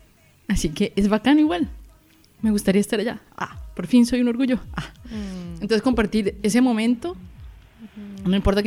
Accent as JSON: {"language": "Spanish", "country": "Colombia", "moved": "yes", "said": "Primero porque yo me fui de Colombia, porque yo sentía que no podía ser libremente lesbiana allá."}